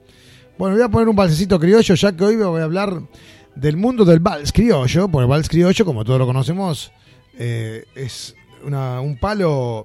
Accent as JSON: {"language": "Spanish", "country": "Argentina", "moved": "as an adult", "said": "El año que nos fuimos de Argentina."}